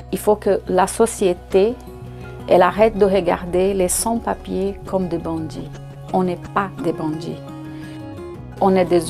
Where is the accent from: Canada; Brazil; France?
Brazil; je viens du Brésil. Je vais avoir 50 ans cette année.